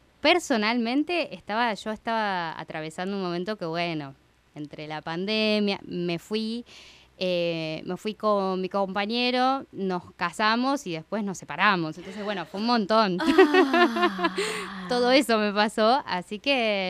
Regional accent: Argentina; Yo como buena argentina

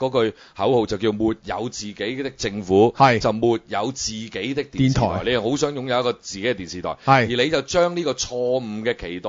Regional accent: Hong Kong; 如果你作为一个土生土长嘅香港人啊，我哋叫我哋而家今日可以叫自己做旧香港人啦，

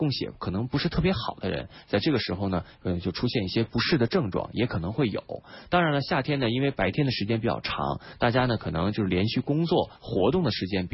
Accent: Beijing, China; 这三种里边呢，咱们北京人比较熟悉的其实是马齿苋。

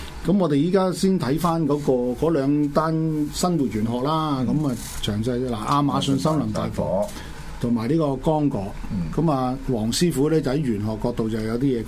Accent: China; 我哋中國人成日都講多事之秋

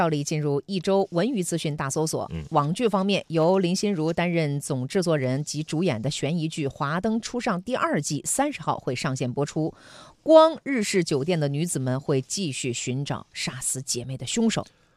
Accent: Dashiqiao, Liaoning, China; 是的，大石桥的嘛

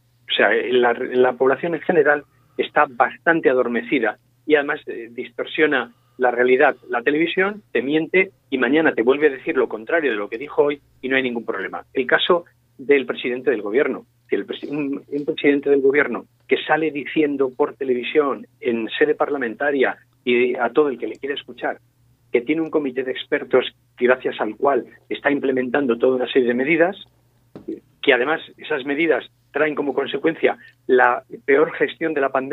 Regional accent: Spain; Los primeros interesados en que España salga adelante somos los españoles

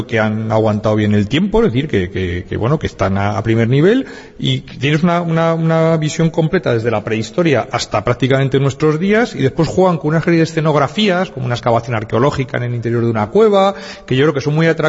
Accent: Madrid, Community of Madrid, Spain; now in Alicante, Spain; yo soy de Madrid, soy profesor de la Universidad de Alicante

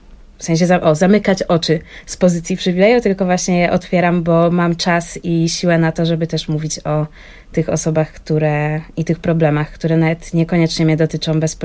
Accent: Wrocław, Lower Silesian Voivodeship, Poland; to nie była druga strona Polski, bo jestem z Wrocławia, więc woziła mnie do Katowic

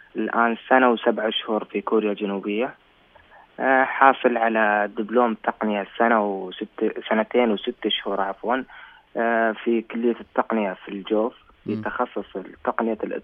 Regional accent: Saudi Arabia; now in South Korea; لما تقول أنا مبتعث من أنا طالب من المملكة العربية السعودية

